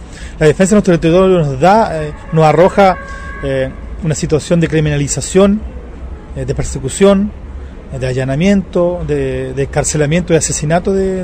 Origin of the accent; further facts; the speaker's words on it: Chile; soy mapuche lafkenche de Chile.